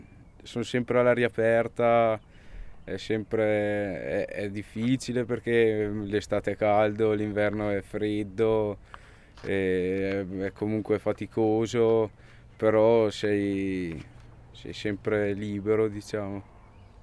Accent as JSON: {"language": "Italian", "town": "Besenello", "region": "Trentino-Alto Adige", "country": "Italy", "said": "sono di Besenello e ho 21 anni e ho studiato presso l'Istituto Agrario di San Michele."}